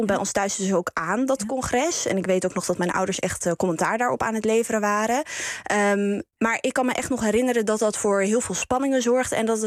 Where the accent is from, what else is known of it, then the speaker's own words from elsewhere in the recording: Nijkerk, Gelderland, Netherlands; Ik ben zelf opgegroeid in Nijkerk.